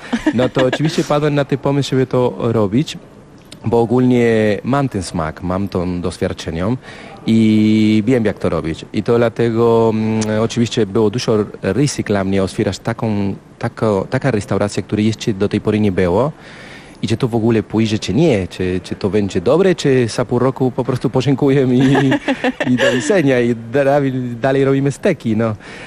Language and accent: Polish; Mendoza, Argentina; Polish is a second language; bo ja pochodzę z Mendoza. On jest miasto bardzo blisko do Chile.